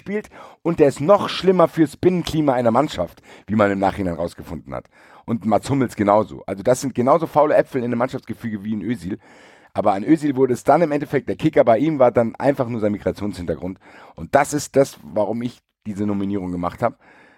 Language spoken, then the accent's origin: German; Frankfurt, Hesse, Germany; worauf ich als Frankfurter als Recht gar keinen Bock habe